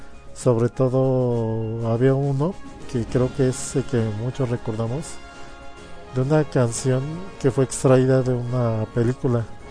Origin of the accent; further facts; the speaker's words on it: Mexico; que es la que la mayoría vimos y con la que crecimos, en ese entonces en México